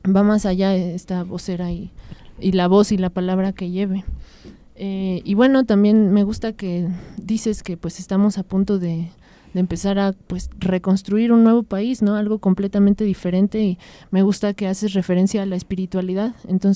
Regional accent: Mexico; no imaginamos qué es todo lo que podemos lograr como pueblo mexicano

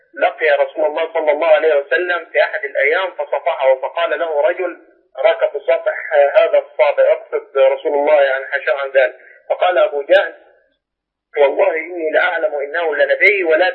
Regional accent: Egypt; أنا شخص مصري

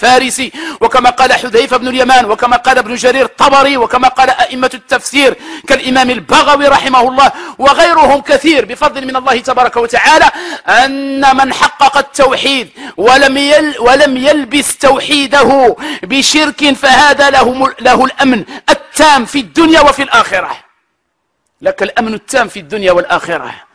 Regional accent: Morocco; نحن نعلم جميعا كمغاربة بأن هذه السنة من أسوأ السنوات

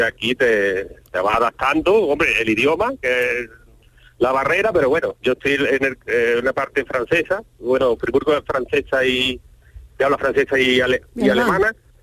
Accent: Córdoba, Andalusia, Spain; now in Switzerland; Yo soy cordobés, de un barrio muy bonito, del barrio de la Judería.

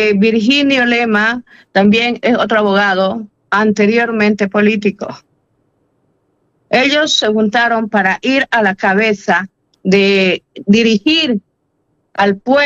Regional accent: Bolivia; para que nosotros como bolivianos hagamos ver la realidad que está pasando en nuestro país

